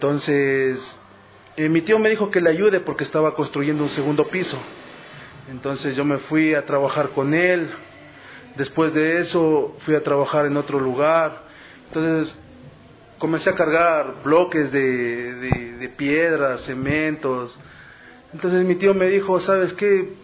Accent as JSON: {"language": "Spanish", "region": "Carchi", "country": "Ecuador", "tie": "born there", "said": "yo nací en la provincia de Carchi, justamente el 4 de septiembre de 1992."}